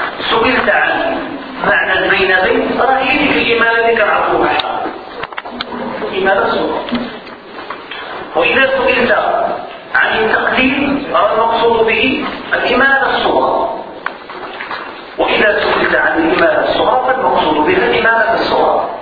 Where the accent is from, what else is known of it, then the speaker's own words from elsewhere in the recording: Morocco; ونحن كمغاربة نقرأ برواية أهل البلد